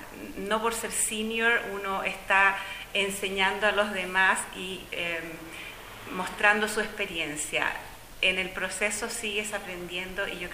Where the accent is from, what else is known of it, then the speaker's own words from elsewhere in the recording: Chile; moved away as an adult; vengo de Chile, soy chilena.